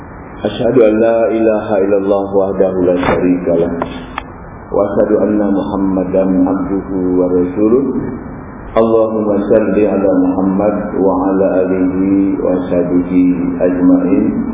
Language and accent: Indonesian; Jakarta, Indonesia; now in Malaysia; Saya dari Jakarta dan ke Malaysia ini sudah hampir tiga minggu ini